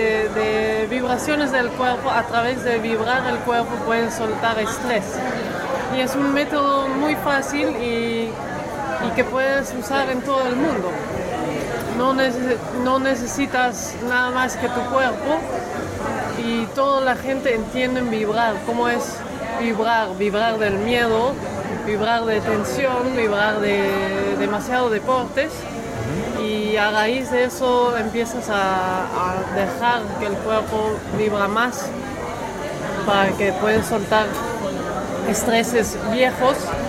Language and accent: Spanish; Netherlands; now in Argentina; Soy holandesa.